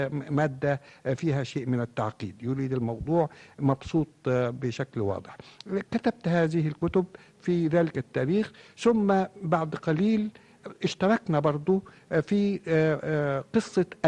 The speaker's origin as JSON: {"language": "Arabic", "country": "Egypt", "said": "لا أقول عندنا في مصر فقط ولا أقول في الأمة العربية الآن فقط"}